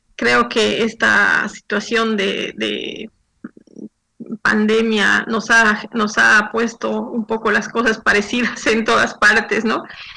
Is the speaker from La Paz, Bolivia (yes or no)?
yes; La Paz, Bolivia; born there; now in Santa Cruz, Bolivia; Desde Santa Cruz. Yo vivo en Santa Cruz ya hace 14 años, aunque nací en La Paz, que mencionabas.